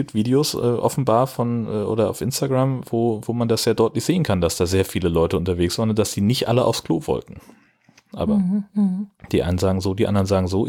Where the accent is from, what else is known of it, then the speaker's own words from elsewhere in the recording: Schleswig-Holstein, Germany; und ich als Schleswig-Holsteiner darf es nicht.